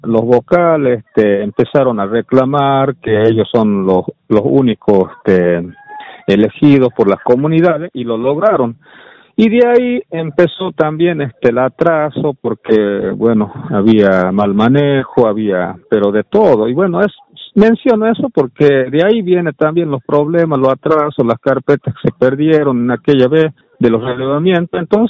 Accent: Tartagal, Salta, Argentina; Tartagal, departamento San Martín.

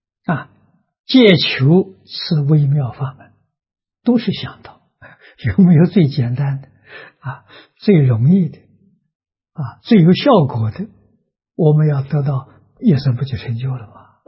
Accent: China; 我们中国人一定是保持身与意像莲花一样

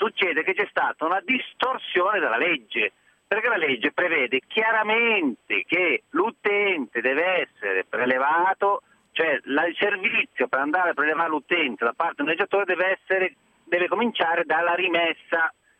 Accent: Milan, Lombardy, Italy; io sono di Milano

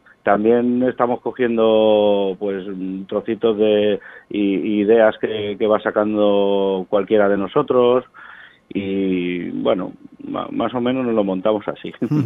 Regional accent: Vila-seca, Catalonia, Spain; Nosotros somos de Vilaseca, de aquí a poquitos kilómetros de Tarragona

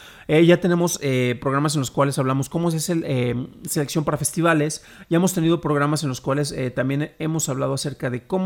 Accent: Mexico; les estoy diciendo a ustedes, aunque yo también soy mexicano

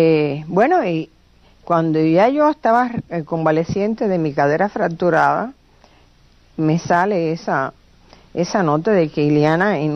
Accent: Camagüey, Cuba; yo pinté mi ciudad, o sea que yo amo a Camagüey, yo me siento más camagüeyana que un tinajón. Y me siento principeña, y me siento agramontina.

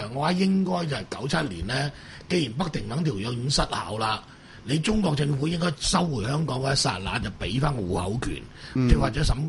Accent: Macau; 我哋澳門人咧就基本留住我

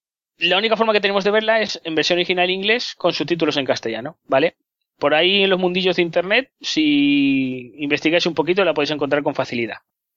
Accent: Ukraine; accent: Ukrainian; Spanish is a second language; Ya lo sé, que tengo un poco de acento ucraniano, pero bueno, intentaré mejorarlo un poco.

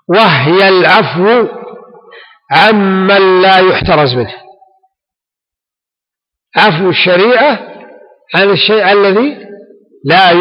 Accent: Ha'il, Ha'il Province, Saudi Arabia; ويسمى عندنا في حائل البس.

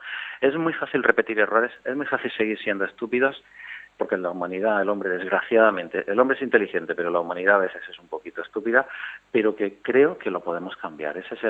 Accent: Almería, Andalusia, Spain; Fue aquí en mi tierra, en Almería

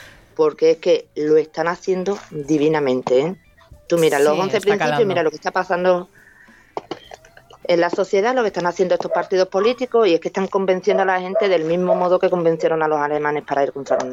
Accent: Andalusia, Spain; Que soy andaluza, que no me entera, ¿no?

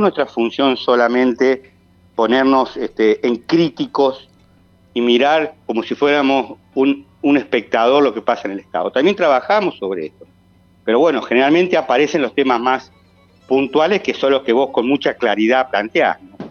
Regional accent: Villa Carlos Paz, Córdoba, Argentina; O sea, yo soy de Carlos Paz y viajo todos los días.

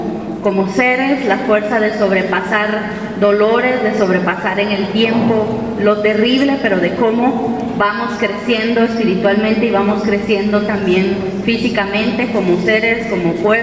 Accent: Guatemala; first language K'iche'; Spanish is a second language; Soy de Guatemala y voy a leerles un texto en mi idioma, que es el maya quiché, y luego lo voy a leer en español.

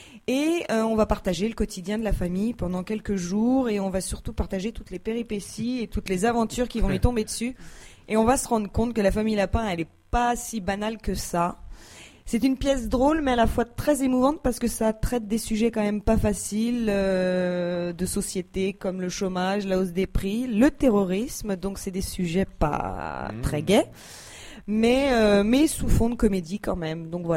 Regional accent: Erquy, Brittany, France; on a une date en province, chez moi, à Erquy, en Bretagne

